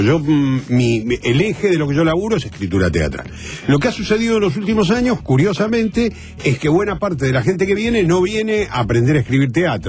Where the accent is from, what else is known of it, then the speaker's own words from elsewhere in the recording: San Martín, Buenos Aires Province, Argentina; San Martín, provincia de Buenos Aires.